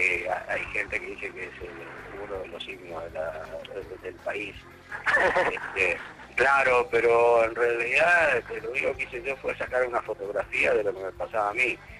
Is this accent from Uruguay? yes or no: yes; Uruguay; also born or lived in Switzerland; estuve en el medio de Europa, en Suiza, durante 5 años y me di cuenta que en Suiza yo miraba el paisaje y en mi país, en Uruguay, con el mate y el termo bajo el brazo, yo era parte del paisaje